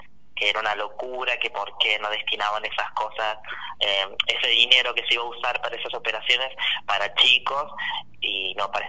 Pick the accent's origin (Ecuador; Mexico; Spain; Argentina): Argentina; San Francisco, Córdoba; now in San Luis, Argentina; Sí, yo nací en San Francisco, viví todo desde muy chiquito.